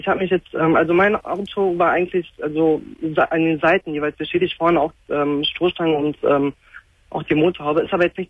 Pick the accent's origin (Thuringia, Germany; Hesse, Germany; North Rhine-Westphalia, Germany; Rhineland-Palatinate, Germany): North Rhine-Westphalia, Germany; Cologne; Ich komme aus Köln.